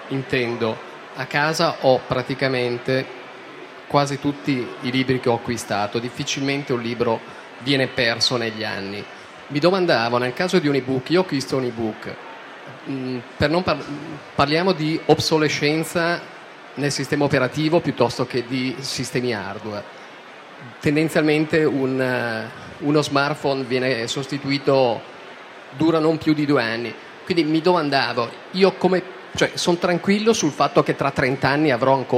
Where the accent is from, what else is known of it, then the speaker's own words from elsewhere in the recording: Bergamo, Lombardy, Italy; vengo da Bergamo.